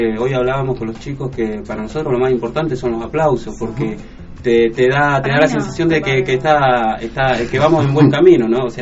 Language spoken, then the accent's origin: Spanish; Cipolletti, Río Negro, Argentina; now in El Bolsón, Argentina; Hace 8 meses vengo de Cipolletti y hace 8 meses estoy acá en Bolso.